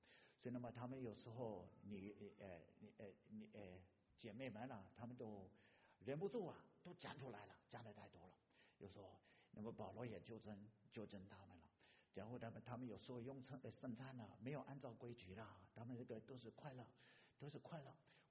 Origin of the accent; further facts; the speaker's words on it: United States; Chinese is a second language; also born or lived in Taiwan; 弟兄姐妹，我是土生土长的美国人啊